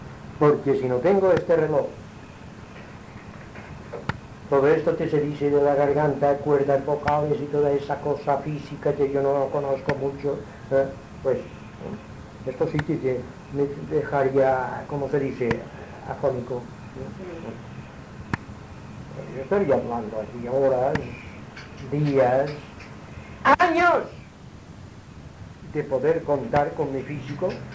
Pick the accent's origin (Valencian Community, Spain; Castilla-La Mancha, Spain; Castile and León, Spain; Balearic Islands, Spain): Balearic Islands, Spain; mallorquín, no tengo estudios.